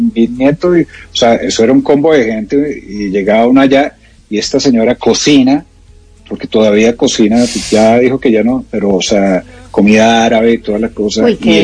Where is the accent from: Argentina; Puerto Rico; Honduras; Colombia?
Colombia; Bogotá; no, una costeña, pues no creo, pues porque yo soy cachaco.